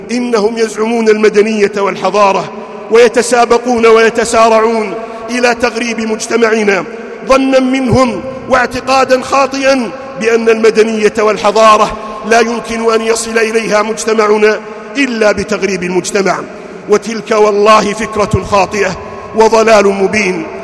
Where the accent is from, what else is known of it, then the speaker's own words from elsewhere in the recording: Saudi Arabia; أن يحفظ بلادنا المملكة العربية السعودية